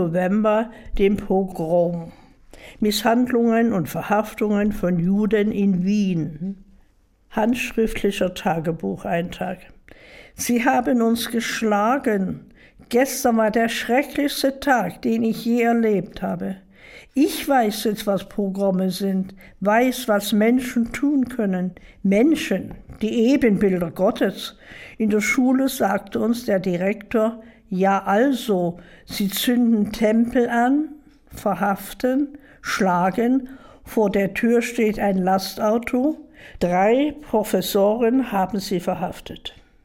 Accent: Dresden, Saxony, Germany; ich bin eine Dresdnerin und mein Schicksal hat sich in Dresden abgespielt.

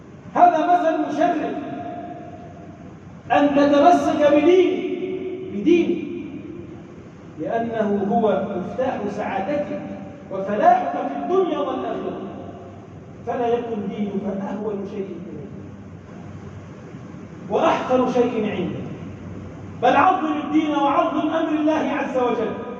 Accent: Egypt; اللهم اجعل بلدنا مصر بلدا امنا، مطمئنا، سخاء، رخاء

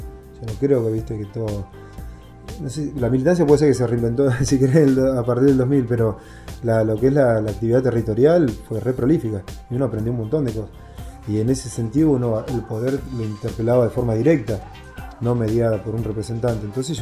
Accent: La Pampa, Argentina; moved away

